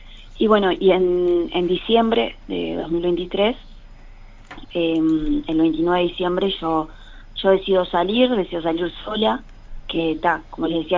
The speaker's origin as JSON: {"language": "Spanish", "region": "Paysandú", "country": "Uruguay", "said": "Soy de Paysandú"}